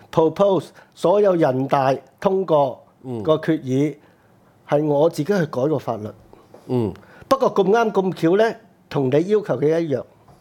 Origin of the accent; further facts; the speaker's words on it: China; 我哋中國人，我係一個咧永族噶嘛。